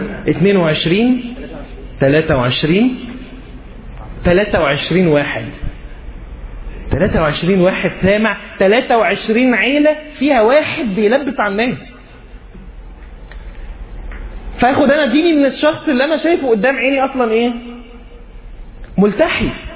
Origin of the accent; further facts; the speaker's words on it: Egypt; عندنا في مصر منتشر مساله ان هو تبقى هي محجبه وبتلبس فستان